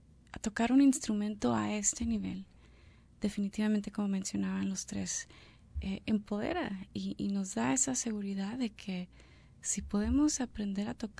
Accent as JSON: {"language": "Spanish", "country": "Mexico", "said": "Yo soy de México, el inglés no es mi primer idioma"}